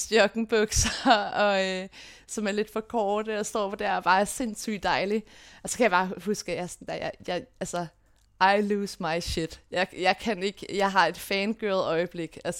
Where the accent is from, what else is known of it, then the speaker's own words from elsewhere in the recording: Copenhagen, Capital Region, Denmark; jeg er født og opvokset på Vesterbro / Valby, fordi at mine forældre har de første år af mit liv boet på et familiekollegie, der ligger lige på grænsen af Valby og Vesterbro. Så det er lige der ved Carlsberg.